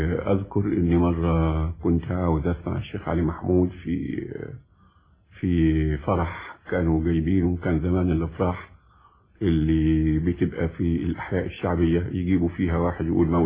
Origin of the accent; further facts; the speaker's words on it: Egypt; وانا بعتبر ان الموسيقى او الغناء عندنا في مصر